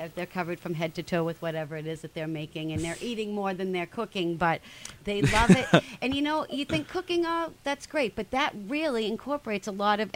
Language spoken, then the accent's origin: English; Billerica, Massachusetts, United States; I am from Billerica, so Billerica is very, very near and dear to my heart.